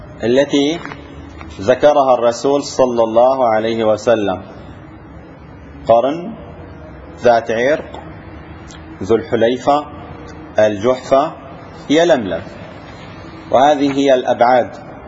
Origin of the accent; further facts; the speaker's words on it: Syria; تعرفون كانوا عندنا في الشام يحجزون الطيران إلى المدينة